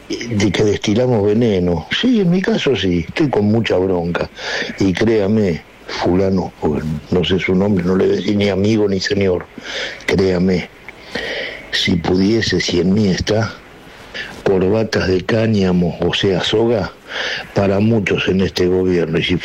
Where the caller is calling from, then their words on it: Saavedra, Buenos Aires Province, Argentina; de Saavedra